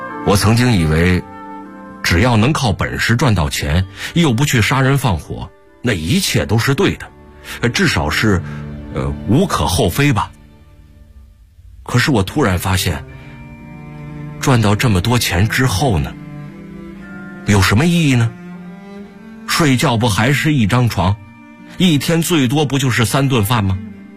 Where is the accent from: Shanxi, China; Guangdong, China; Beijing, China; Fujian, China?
Shanxi, China; 我更想让全国知道，山西也不只是能产煤，我们山西人靠新能源新产业也能发家致富。